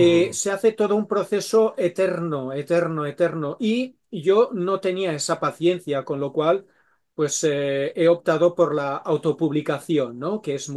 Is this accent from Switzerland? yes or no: yes; Switzerland; also born or lived in Spain; es que yo de pequeño, cuando crecí, crecí hablando tres idiomas, ¿no? Nosotros crecimos en Suiza y en Suiza pues hablábamos francés, con mis padres hablábamos en valenciano y luego pues cuando íbamos de vacaciones a España hablábamos castellano, ¿no?